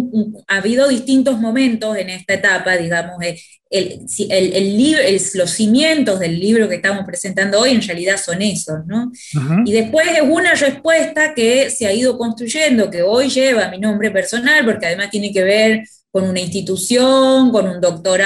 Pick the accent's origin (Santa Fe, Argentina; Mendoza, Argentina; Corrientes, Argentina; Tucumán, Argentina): Tucumán, Argentina; moved away as an adult; now in Buenos Aires, Argentina; yo soy tucumana, había venido a estudiar sociología a Buenos Aires y estaba en los primeros años de la carrera, tenía 23, 24 años.